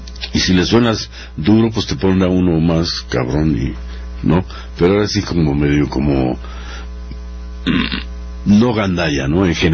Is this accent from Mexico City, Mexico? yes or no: yes; Mexico City, Mexico; Pero yo soy de la Guerrero.